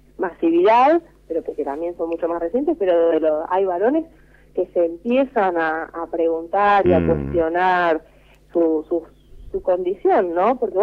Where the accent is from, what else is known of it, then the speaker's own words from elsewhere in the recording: Jujuy, Argentina; now in Buenos Aires, Argentina; No, yo soy de Jujuy, así que se imaginan que acá en Buenos Aires todo el mundo cree que el norte siempre es más machista.